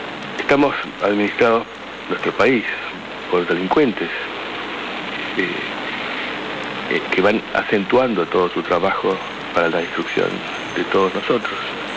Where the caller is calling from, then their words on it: Buenos Aires, Argentina; de Pompeya.